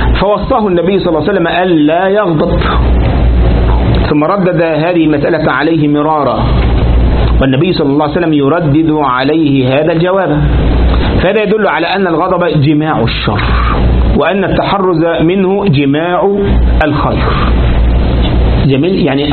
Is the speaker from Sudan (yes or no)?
no; Egypt; لكن بعض الناس بقى عندنا في مصر